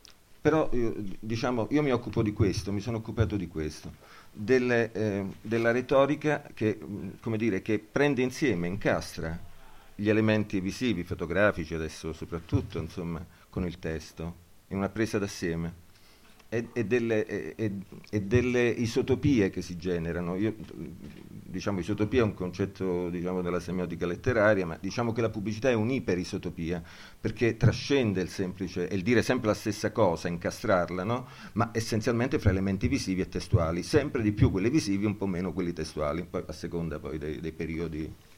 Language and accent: Italian; Cosenza, Calabria, Italy; Vabbè, ma io sono da Cosenza, quindi cioè, la moglie un poco mi sta civilizzando, ma insomma, ma io sono di Cosenza.